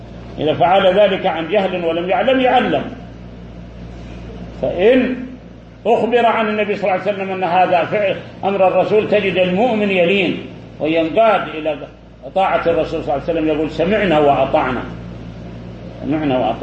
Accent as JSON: {"language": "Arabic", "country": "Saudi Arabia", "said": "داخل بلادنا السعودية"}